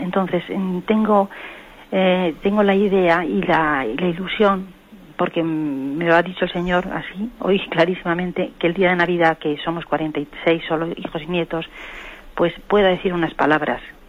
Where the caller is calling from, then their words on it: Madrid, Community of Madrid, Spain; de Madrid.